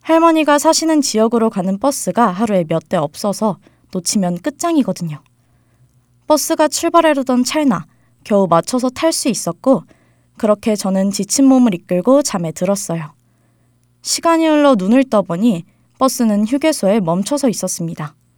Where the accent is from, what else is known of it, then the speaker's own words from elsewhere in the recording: Seoul, South Korea; 저는 서울에서 태어나 쭉 살아온 한양대학교 학생이에요.